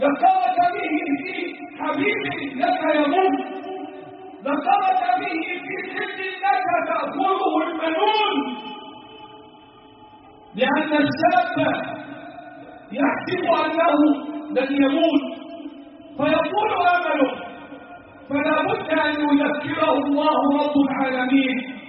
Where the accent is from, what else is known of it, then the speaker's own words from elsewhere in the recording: Egypt; اللهم احفظ بلدنا مصر من كل مكروه وسوء